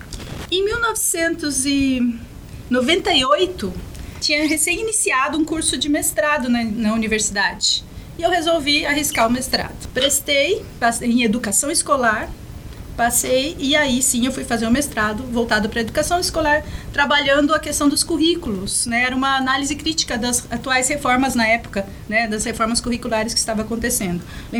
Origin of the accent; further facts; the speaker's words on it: Minas Gerais, Brazil; born there; also born or lived in São Paulo; deixando toda a minha família e amigos no estado de São Paulo e Minas, porque, né, eu nasci em Minas, parte da minha família está lá, mas em São Paulo, então deixei mais uma parte da família e quase todos os meus amigos. Então eu vim para cá em 2007